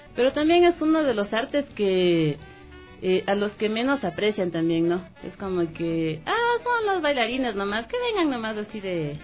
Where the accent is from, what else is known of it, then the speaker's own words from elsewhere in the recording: Ecuador; Porque no estamos nosotros como ecuatorianos apreciando nuestro arte